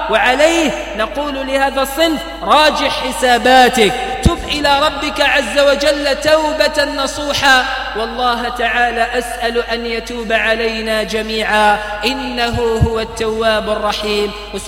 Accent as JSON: {"language": "Arabic", "country": "Algeria", "said": "أن يجعل بلدنا الجزائر آمناً مطمئناً"}